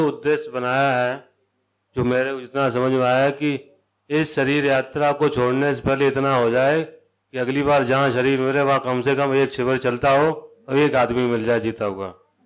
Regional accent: Delhi, India; जी, मैं दिल्ली से हूँ।

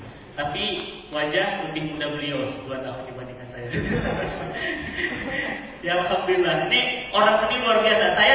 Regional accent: Medan, North Sumatra, Indonesia; tahun 79 di Medan. Ibu saya Solo, bapak saya Sunda. Lahir dan besar di Medan.

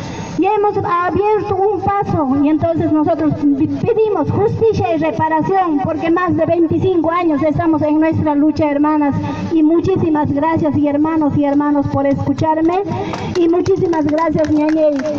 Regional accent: Limatambo, Cusco, Peru; Yo soy de Perú, soy de Cusco, de la provincia de Anta, distrito Limatambo.

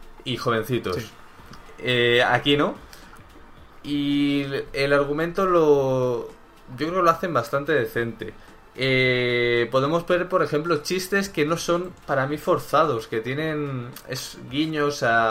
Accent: Spain; Siendo española

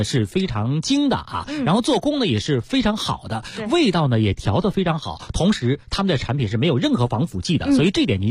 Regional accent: Beijing, China; 我们北京人呢挺喜欢它的啊

